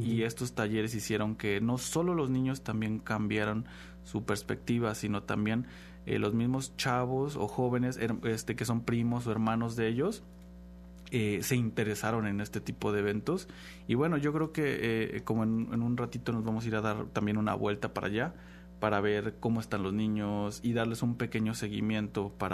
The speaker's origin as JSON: {"language": "Spanish", "town": "Xalapa", "region": "Veracruz", "country": "Mexico", "said": "sabemos muy bien los que somos de Jalapa, qué colonias son las que siempre están como que más vulnerables."}